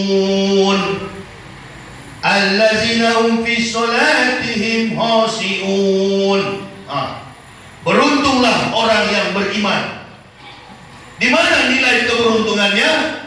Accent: Manado, North Sulawesi, Indonesia; born there; Saya dilahirkan di Manado tanggal 30 November 1970. Masuk Islam 11 Oktober tahun 2006 bersama istri dan 3 orang anak.

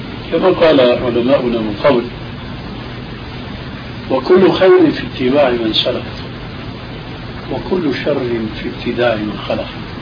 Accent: Syria; كما يقولون عندنا في سوريا

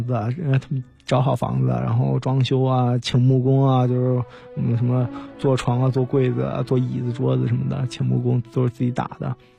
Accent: China; 我是一个中国人

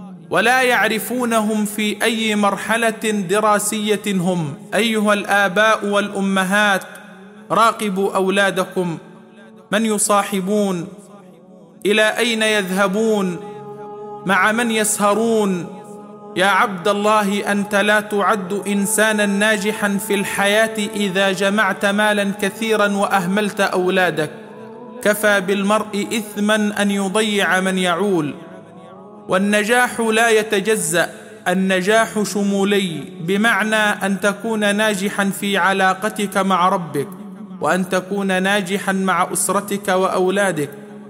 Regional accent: Upper Egypt, Egypt; عندنا في الصعيد يقولون إذا كبر ولدك خويه مش ربيه

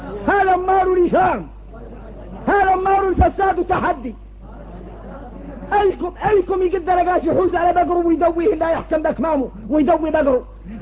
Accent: Mauritania; احنا موريتاني الله يسلم عنا.

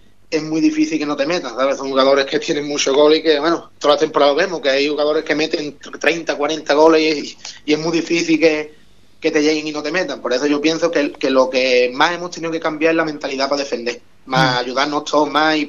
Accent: El Bosque, Andalusia, Spain; venimos todos desde el Bosque, quitando tres que hay de Ubrique, venimos todos desde el Bosque y desde Villamartín.

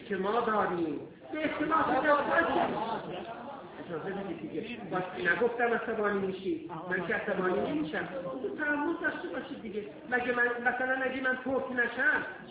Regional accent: Iran; ما ایرانی هستیم، در آذربایجان و کفکاز نژادهای مختلفی از ایرانیان زندگی کردن

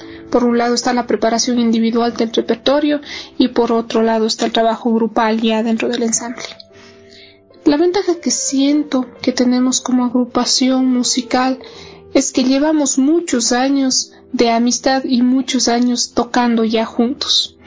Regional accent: Ecuador; Entonces es responsabilidad nuestra como músicos ecuatorianos interpretar obras de nuestros compositores

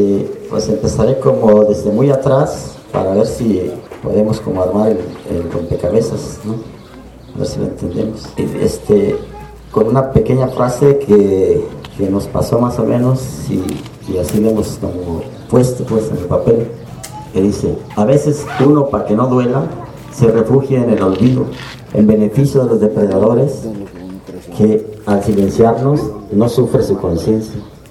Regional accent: Toluca, State of Mexico, Mexico; born there; Nací en Toluca, en el Estado de México.

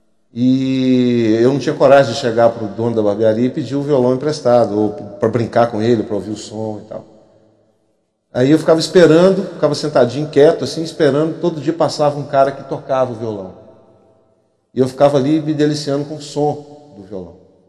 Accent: Varginha, Minas Gerais, Brazil; Eu sou do interior de Minas, do sul de Minas Gerais, de uma cidade linda chamada Varginha, que é assim a moldura da minha infância, aquela cidade. Eu hoje perdi um pouco o contato com ela, porque não tenho mais parentes lá

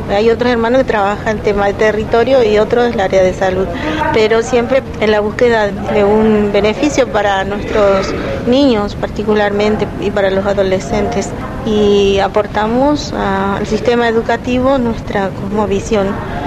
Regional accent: Formosa, Argentina; Nosotros venimos de la provincia de Formosa, precisamente del barrio Namcom, que queda a 10 kilómetros de la ciudad.

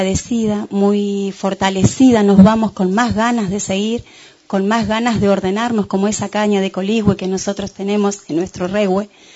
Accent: El Bolsón, Río Negro, Argentina; Vengo del Bolsón, soy de Huelche Mapuche.

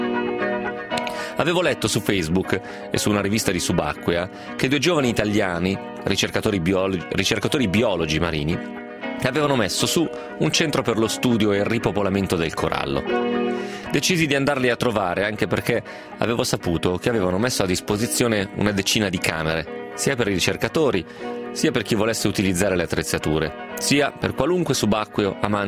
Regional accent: Rome, Lazio, Italy; qualcuno mi chiede se frequento il Papa, dato che dico che vengo da Roma.

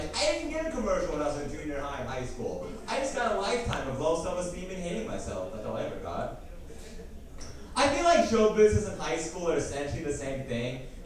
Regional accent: Idaho Falls, Idaho, United States; And I grew up in Idaho Falls, originally. Shocker, not many Asian people in Idaho Falls, Idaho.

